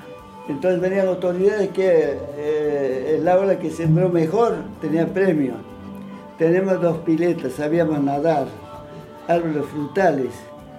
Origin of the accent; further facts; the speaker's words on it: Cochabamba, Bolivia; Nací en Bolivia, nací en Cochabamba, eterna primavera.